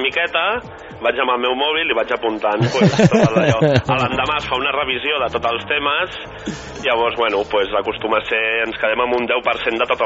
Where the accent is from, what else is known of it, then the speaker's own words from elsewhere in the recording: Barcelona, Catalonia, Spain; Que som de Gràcia. Els dos que ho hem muntat són de Gràcia.